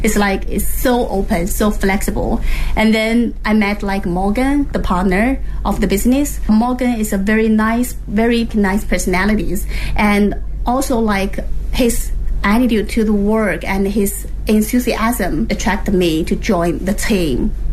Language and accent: English; Anhui, China; English is a second language; from Anhui Province. It's in some central part of China.